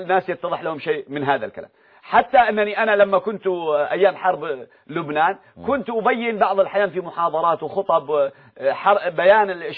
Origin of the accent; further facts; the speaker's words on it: Yemen; هذه يسمونها الصرخة عندنا في اليمن